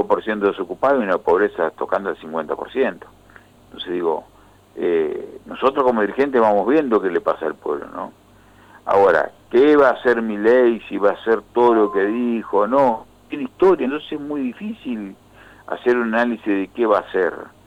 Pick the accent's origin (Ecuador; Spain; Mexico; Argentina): Argentina; estoy muy preocupado como argentino, como militante